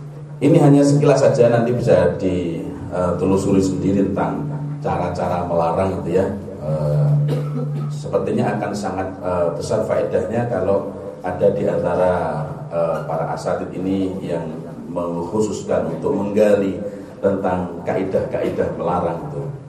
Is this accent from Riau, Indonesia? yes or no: no; Jombang, East Java, Indonesia; Saya dari Jombang ya, tahu Jombang ya, banyak orang antik dari sana.